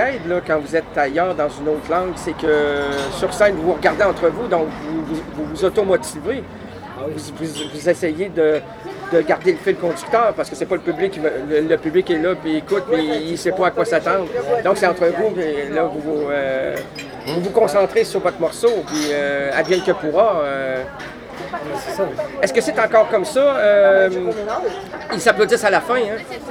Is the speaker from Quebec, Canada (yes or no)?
yes; Quebec, Canada; chez nous au Québec. Très, très, très, très, très bien.